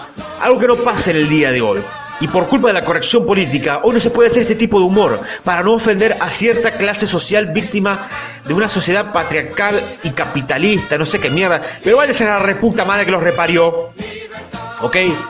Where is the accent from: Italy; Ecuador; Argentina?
Argentina; moved away; Pero están estas películas que me gusta ver y volver a ver en mi país de origen. No voy a colocarlos en un top 5 como hice con los de Tarantino, sino más bien nombrarlos de manera espontánea, sin muchas idas y vueltas. Y bueno, acá les voy a nombrar algunas que me gustaron siempre del cine argentino.